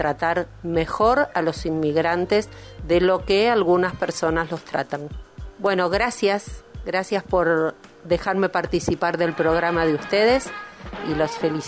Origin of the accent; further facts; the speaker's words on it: Buenos Aires, Argentina; moved away as an adult; now in Bariloche, Argentina; Yo vine de Buenos Aires, vivía en Buenos Aires. Llegamos a Bariloche el 27 de diciembre del año 2000, así que pronto se van a cumplir 20 años.